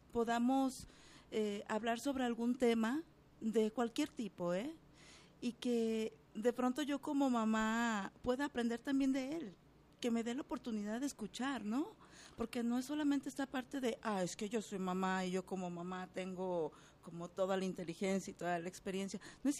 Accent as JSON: {"language": "Spanish", "town": "Guadalajara", "region": "Jalisco", "country": "Mexico", "tie": "born there", "said": "Fíjate que yo nací aquí en Guadalajara, en el sector Libertad."}